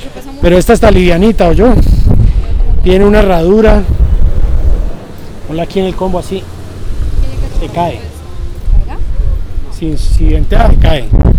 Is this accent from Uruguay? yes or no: no; Cali, Valle del Cauca, Colombia; De allá de donde vengo yo, de Cali.